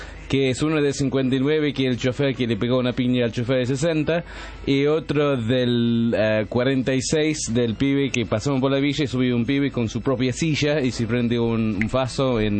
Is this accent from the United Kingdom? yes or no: yes; England, United Kingdom; Spanish is a second language; había tomado más de la cuenta siendo inglés